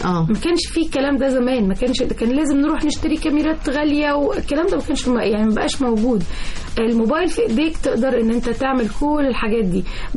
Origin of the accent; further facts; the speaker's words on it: Egypt; وايه السبب اللي بيحصل ليه جت عندنا في مصر وهكذا